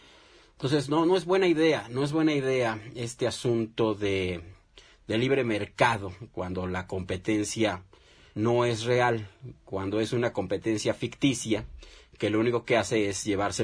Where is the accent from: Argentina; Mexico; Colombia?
Mexico; nosotros como mexicanos, y lo decíamos en el programa pasado